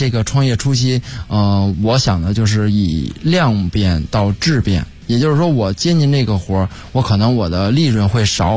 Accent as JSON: {"language": "Chinese", "region": "Beijing", "country": "China", "said": "其实我觉得反正我觉得因为我是北京人嘛"}